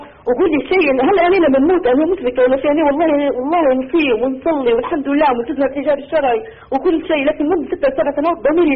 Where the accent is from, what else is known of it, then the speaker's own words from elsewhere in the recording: Libya; يا دكتور لو سمحت يا شيخ، أنا من ليبيا